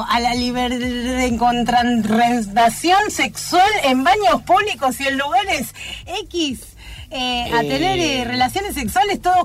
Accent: Buenos Aires, Argentina; Soy oriunda de Villa Crespo y un caballito.

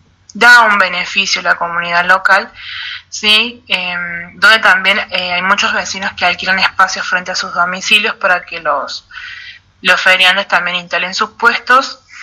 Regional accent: Quines, San Luis, Argentina; quisiera enviar un fuerte abrazo a mi pueblo, a Quines

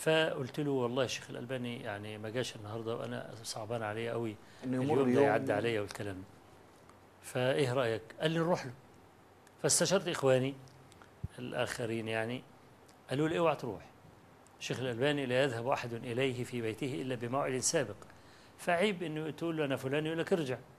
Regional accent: Egypt; قلت له أنا جاي من مصر مخصوص وأنا طالب علم فقير

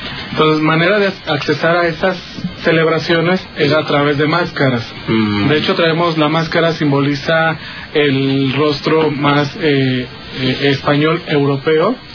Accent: San Juan de Aragón, Mexico City, Mexico; venimos del pueblo de San Juan de Aragón.

